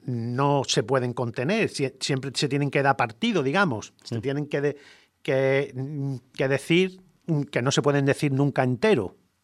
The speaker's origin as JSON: {"language": "Spanish", "country": "Spain", "said": "nosotros vamos a seguir reivindicando, como españoles que somos, el 22/7"}